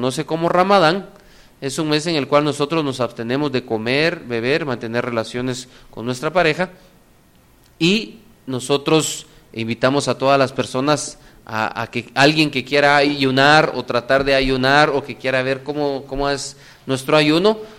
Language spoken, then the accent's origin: Spanish; Guatemala; Y nosotros como guatemaltecos damos ese mensaje a todas las personas que vienen de afuera.